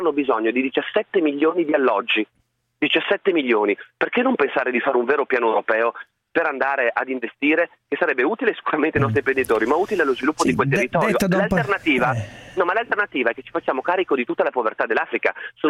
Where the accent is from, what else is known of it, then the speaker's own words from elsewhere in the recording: Friuli-Venezia Giulia, Italy; Io vengo dal Friuli Venezia Giulia